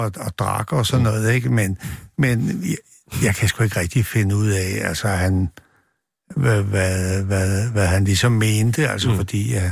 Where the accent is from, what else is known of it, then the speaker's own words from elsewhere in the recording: Copenhagen, Capital Region of Denmark, Denmark; og jeg kommer fra Nørrebro